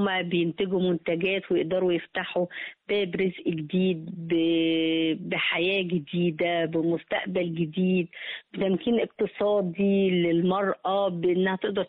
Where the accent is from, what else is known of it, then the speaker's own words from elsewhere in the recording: Egypt; وطول ما انا ماشي سعيده بقى ان انا مصريه والناس كلها عارفه ان انا مصريه